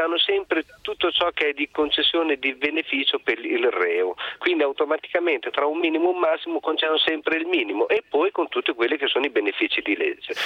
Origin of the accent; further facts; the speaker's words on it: Bologna, Emilia-Romagna, Italy; sono di Bologna, lavoro in polizia